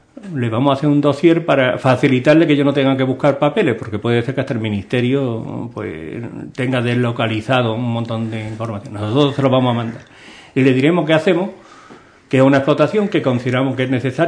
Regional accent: Andalusia, Spain; Y nos duele, ¿no?, como andaluz, evidentemente

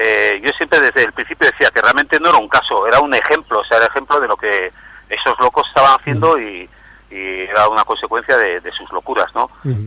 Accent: Rentería, Basque Country, Spain; moved away as an adult; now in Barcelona, Spain; yo soy nacido en Rentería Oreta, he sido un vecino de Rentería que he intentado ser pues uno más entre la gente en aquel tiempo que estuve viviendo allá, que fueron más o menos hasta los 23 años así

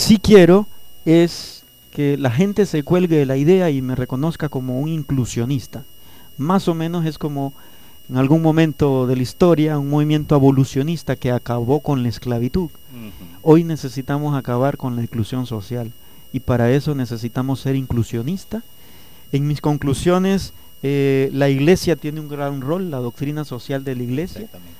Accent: Nicaragua; moved away as an adult; now in Honduras; Soy un nicaragüense y soy un hondureño. Nací en Nicaragua desde 1973 a 1997 y renací en Honduras desde 1998 al año 2013.

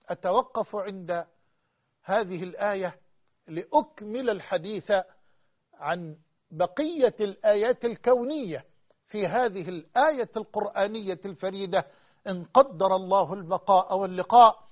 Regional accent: Egypt; وأن يحفظ بلدنا مصر وجميع بلاد

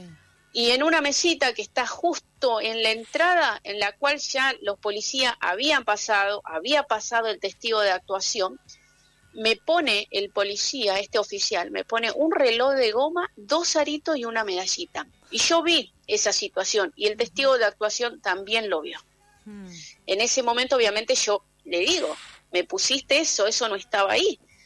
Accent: Jujuy, Argentina; moved away; que también vinieron de la provincia de Jujuy, justamente cerca de mi pueblo

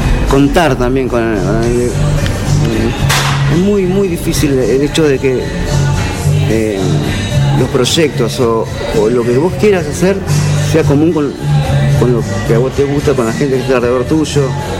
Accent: Argentina; viste que somos así los argentinos

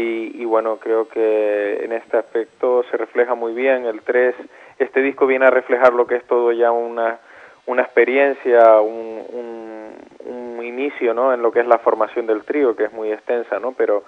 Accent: Canary Islands, Spain; moved away as an adult; now in Barcelona, Spain; yo me fui de Canarias hace aproximadamente casi 11 años, ahora en septiembre, y entonces vine a Barcelona

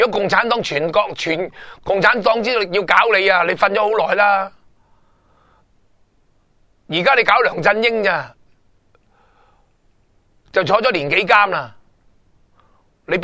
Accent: Hong Kong; 我哋中国人、香港人讲得乜嘢啊？

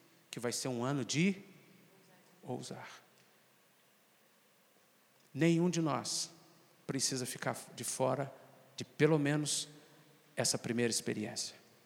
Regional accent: Minas Gerais, Brazil; nós, como mineiros, somos muito, mas muito conservadores, muito mais fechados. Nós não temos o hábito de hospitalidade.

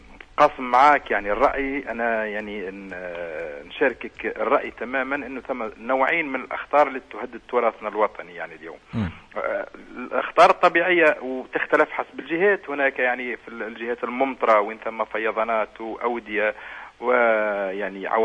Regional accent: Tunisia; وإحنا كتونسيين

